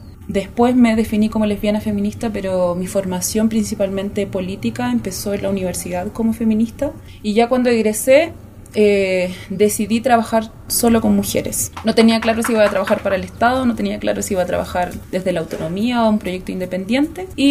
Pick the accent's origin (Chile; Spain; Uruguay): Chile; Chillán, Ñuble; soy chilena de nacimiento, chillaneja, siento que me representa un poco más cuando digo que soy chillaneja. Tengo 28 años